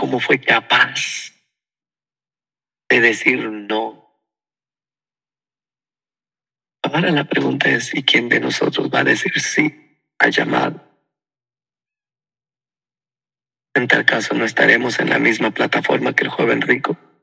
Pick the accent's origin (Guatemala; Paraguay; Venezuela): Guatemala; Lo que más buscan las personas aquí en mi país, los que laboran, es estar asegurados con el ICSS, el Instituto Guatemalteco de Seguridad Social.